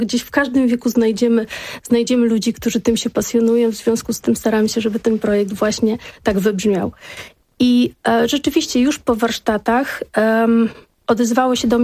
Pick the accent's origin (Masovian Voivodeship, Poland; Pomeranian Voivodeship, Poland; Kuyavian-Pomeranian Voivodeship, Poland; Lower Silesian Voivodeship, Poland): Masovian Voivodeship, Poland; Warsaw; Ja jako warszawianka, rodowita warszawianka